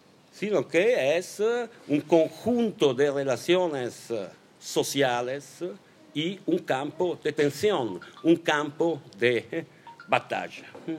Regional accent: Genoa, Liguria, Italy; Spanish is a second language; Yo crecí, estudié, hice política en Génova en los años 80 y la ciudad, para mí, para nosotras, era una ciudad blanca.

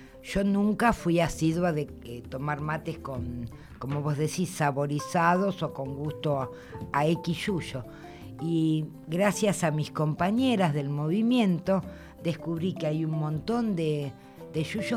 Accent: Argentina; Soy argentina, pero no, el mate no.

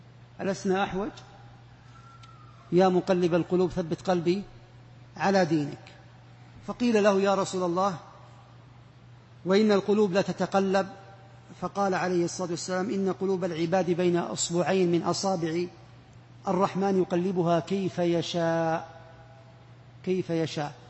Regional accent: Saudi Arabia; احنا ما عندنا في السعودية فيه

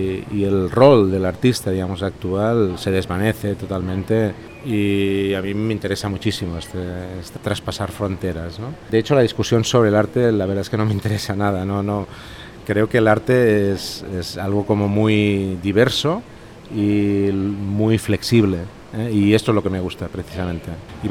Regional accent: Barcelona, Catalonia, Spain; vengo de la ciudad de Barcelona, en España.

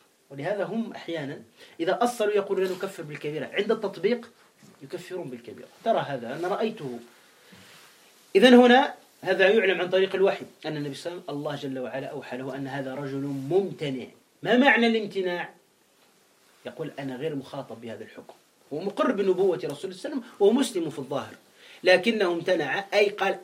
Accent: Tunisia; احنا عندنا في تونس بعض الشيوعيين يقول لا إله والحياة مادة

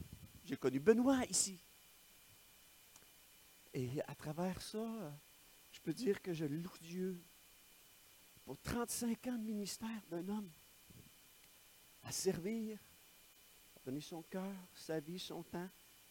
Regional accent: Victoriaville, Quebec, Canada; je suis né à Victoriaville, je suis né ici, j'ai grandi à Victoriaville, j'étais au cégep de Victoriaville

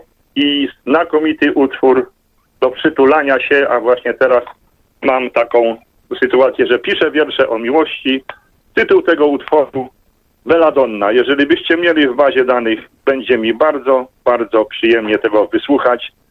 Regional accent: Masovian Voivodeship, Poland; piszę wiersz na temat moich rodzinnych stron, tak, w okolicach Pułtuska, gdzie się wychowałem.

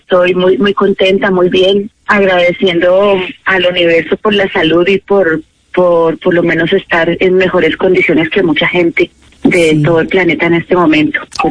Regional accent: Piendamó, Cauca, Colombia; yo nací en una finquita por Piendamú, Cauca, y en la finca nosotros vivimos con mis abuelos.

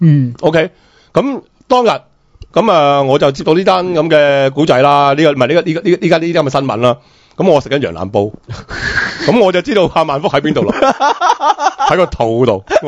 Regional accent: Guangdong, China; 即係如果你平时呢即係我哋广东人呢就唔会食呢隻叫番狗嘅东西

